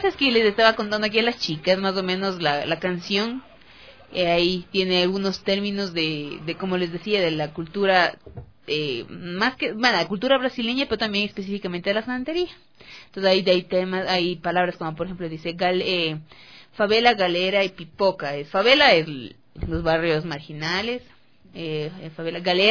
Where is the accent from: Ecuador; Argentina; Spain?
Ecuador; para poder formar una cultura de nosotros como ecuatorianos latinoamericanos